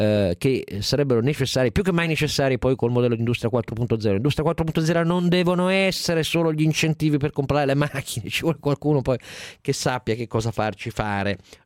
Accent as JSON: {"language": "Italian", "town": "Turin", "region": "Piedmont", "country": "Italy", "said": "Io sono torinese, il Punta Mess fa parte della mia tradizione"}